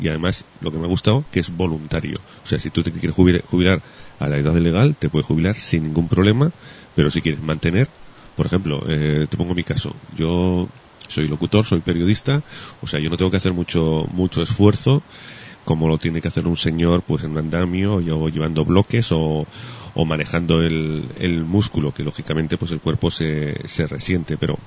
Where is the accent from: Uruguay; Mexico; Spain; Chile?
Spain; Y tal como somos los españoles, pues no sería el único caso, creo yo.